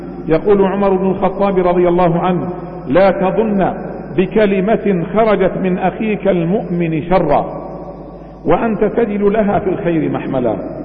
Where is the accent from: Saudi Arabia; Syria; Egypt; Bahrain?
Bahrain; اللهم احفظ بلادنا البحرين من كل سوء ومكروه